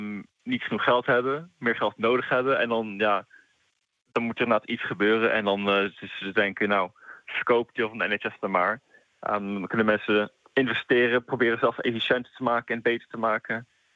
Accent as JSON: {"language": "Dutch", "country": "Netherlands", "moved": "yes", "lives_now": "United Kingdom", "said": "Als Nederlander in Engeland boeit het me niet al te veel."}